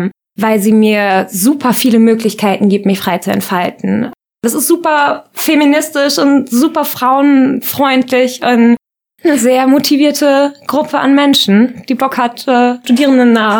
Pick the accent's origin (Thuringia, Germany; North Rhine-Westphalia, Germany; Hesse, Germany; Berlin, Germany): Hesse, Germany; Kassel; moved away as an adult; now in Kiel, Germany; bin 22 Jahre alt. Ich komme ursprünglich aus Kassel und bin dann vor 2 Jahren ungefähr nach Kiel gezogen.